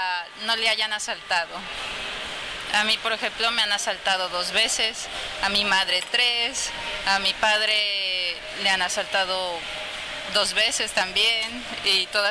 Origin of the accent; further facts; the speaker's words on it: Mexico City, Mexico; moved away as an adult; now in Barcelona, Spain; Soy de México DF